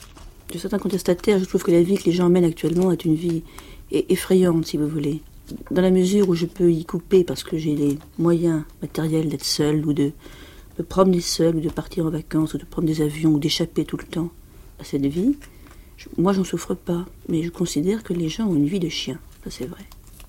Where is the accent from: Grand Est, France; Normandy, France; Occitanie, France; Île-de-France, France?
Île-de-France, France; Paris; also born or lived in Cajarc; Je suis née dans le Lot, à Cajar, dans le sud-ouest, et j'ai habité Paris toute ma vie, sauf pendant la guerre où on habitait Lyon.